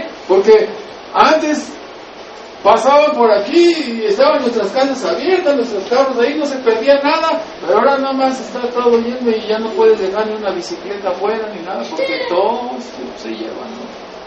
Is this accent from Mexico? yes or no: yes; Mexico; Y eso lo estoy diciendo, yo soy mexicano.